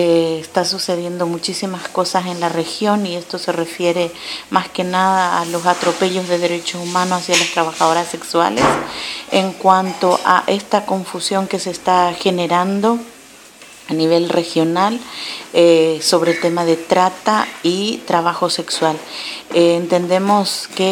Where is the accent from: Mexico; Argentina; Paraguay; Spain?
Paraguay; soy de Paraguay.